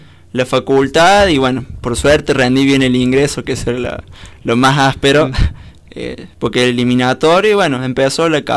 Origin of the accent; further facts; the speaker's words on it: Córdoba, Argentina; Soy un cordobés raro yo, porque no soy del cuarteto ni eso.